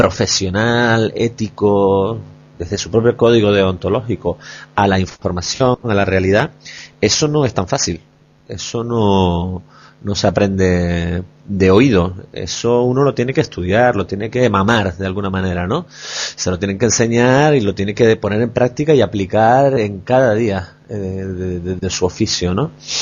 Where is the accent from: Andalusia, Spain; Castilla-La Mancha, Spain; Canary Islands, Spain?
Canary Islands, Spain; moved away; Somos canarios que estamos fuera y no perdemos comba, digamos, con el ritmo, el pulso de la actualidad canaria